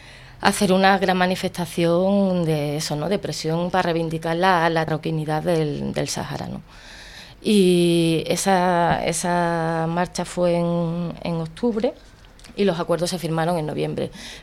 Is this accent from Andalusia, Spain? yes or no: yes; Andalusia, Spain; lo que a nosotros como sociedad andaluza española nos concierne